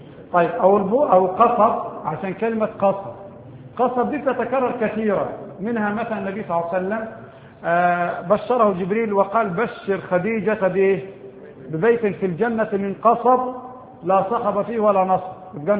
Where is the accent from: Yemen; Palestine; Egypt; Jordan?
Egypt; البوص عندنا في مصر ثلاث انواع